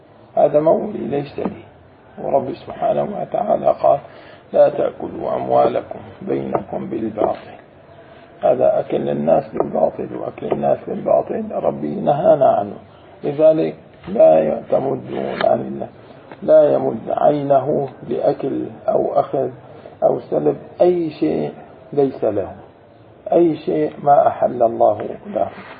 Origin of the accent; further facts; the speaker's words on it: Jordan; وبالأردن في ناس يعني لهجتنا اللهجة نستعين.